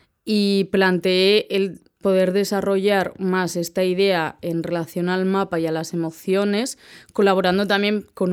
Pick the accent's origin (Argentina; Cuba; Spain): Spain; Huarte, Navarre; soy de Huarte.